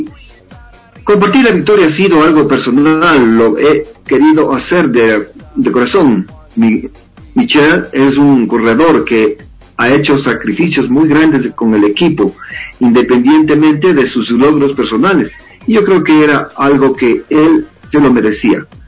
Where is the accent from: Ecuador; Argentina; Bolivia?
Ecuador; no solo como deportista, sino como ecuatoriano